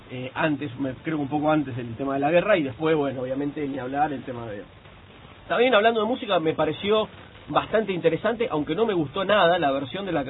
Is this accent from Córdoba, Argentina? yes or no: no; Rivera, Buenos Aires Province, Argentina; en Rivera, en mi pueblo, allá en el interior de la provincia de Buenos Aires